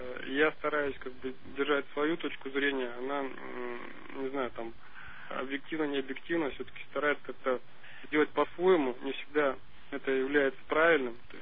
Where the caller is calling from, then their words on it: Omsk, Omsk Oblast, Russia; Я из Омска и хотел поговорить с вами, задать вопрос по семейным отношениям.